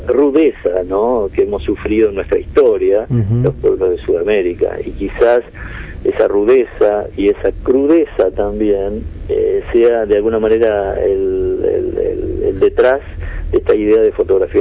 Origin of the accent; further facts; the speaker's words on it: Buenos Aires, Argentina; a pesar de que yo soy porteño, me interesé especialmente por el interior